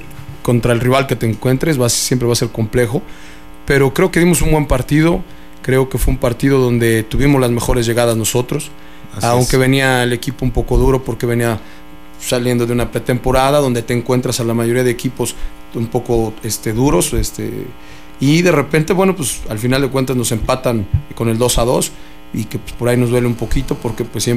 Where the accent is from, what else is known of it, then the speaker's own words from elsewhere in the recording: Mexico; a nosotros como mexicanos pues nos sale, ¿no? Somos gente más briosa, más de fuerza.